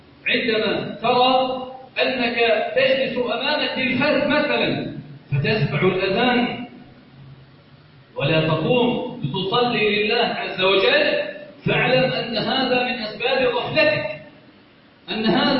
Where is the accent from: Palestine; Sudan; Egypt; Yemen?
Egypt; اللهم إنا نسألك أن تجعل بلدنا مصر صخارا رخاء أمنا أمانا